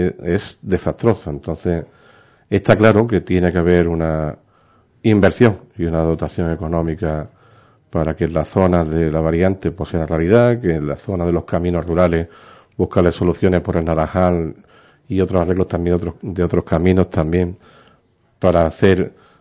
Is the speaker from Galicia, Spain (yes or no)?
no; Ubrique, Andalusia, Spain; Me he quedado como un ubriqueño más y ahora, pues sin duda, ilusionado por trabajar por mi pueblo y hacerlo lo mejor posible.